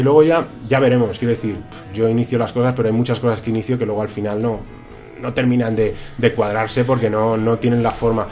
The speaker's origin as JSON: {"language": "Spanish", "country": "Spain", "said": "aunque no sea un experto bilingüe nativo, evidentemente, porque soy español"}